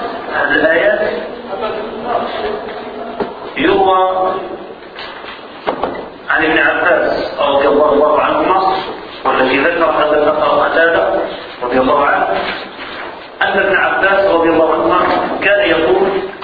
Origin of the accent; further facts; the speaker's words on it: Morocco; ونحن كمغاربة نقرأ برواية أهل البلد